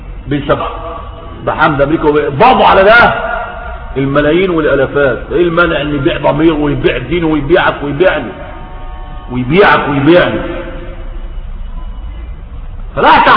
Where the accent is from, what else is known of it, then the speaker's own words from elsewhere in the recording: Egypt; إن راجل عندنا في مصر جوز بنته عندها 12 سنة